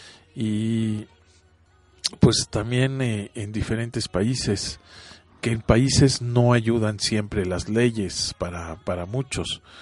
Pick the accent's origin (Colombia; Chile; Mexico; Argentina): Mexico; bueno, en México a lo mejor tenemos esa conciencia.